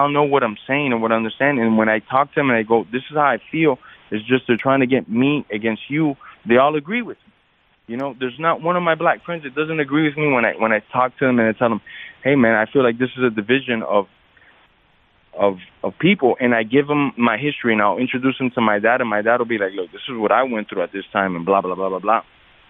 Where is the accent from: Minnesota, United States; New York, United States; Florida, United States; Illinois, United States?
Florida, United States; Miami; I'm a Latin person, you know, I'm a minority in this country. Growing up in Miami, I wasn't maybe the biggest minority because Miami's overrun by Latins and blacks.